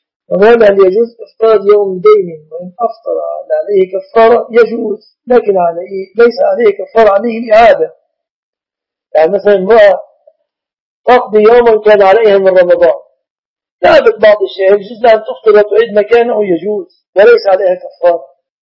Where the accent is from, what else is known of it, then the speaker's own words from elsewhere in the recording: Mit Samanud, Dakahlia, Egypt; لست سعوديا، أنا مصري من قرية يقال لها منية سمنود، مركز أجا، محافظة الدقهلية، عاصمة الدقهلية هي المنصورة، ونحن مجاورون لها.